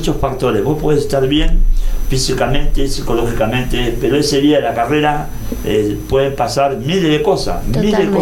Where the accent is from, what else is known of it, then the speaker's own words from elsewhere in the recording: Mar del Plata, Buenos Aires Province, Argentina; born there; se corre los 42 kilómetros de Mar del Plata, mi ciudad natal, y ahí me están esperando también.